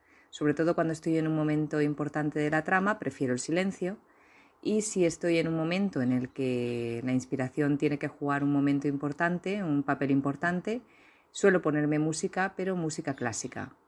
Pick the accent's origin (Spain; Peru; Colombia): Spain; Valencian Community; soy una escritora valenciana